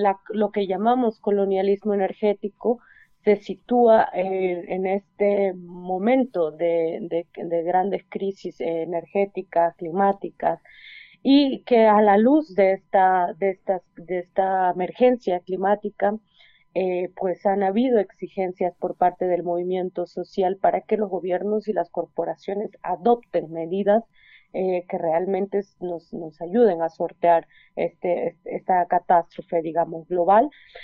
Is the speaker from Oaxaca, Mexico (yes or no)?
yes; Oaxaca, Mexico; yo soy del Istmo de Tehuantepec, Oaxaca, en la zona de los Chimalapas, que es un territorio muy, muy, muy biodiverso, muy selvático. Y bueno, pues soy parte del pueblo Zoque